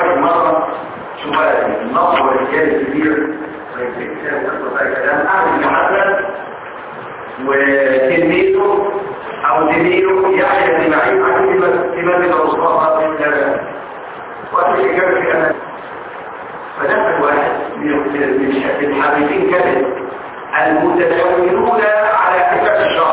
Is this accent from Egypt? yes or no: yes; Egypt; مذهب كبير فين في مصر لما وجد احاديث عندنا في مصر فغير رايه